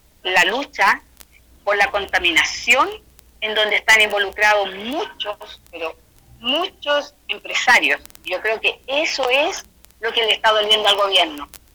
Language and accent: Spanish; Santiago, Santiago Metropolitan Region, Chile; No, nosotros somos de Santiago, ya.